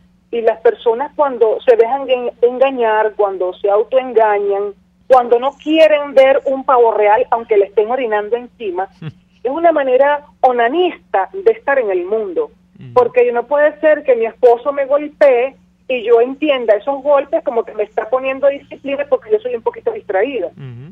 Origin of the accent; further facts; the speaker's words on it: Venezuela; yo como ciudadana venezolana, porque yo no me siento ni me considero pueblo, yo me considero ciudadana venezolana, opositora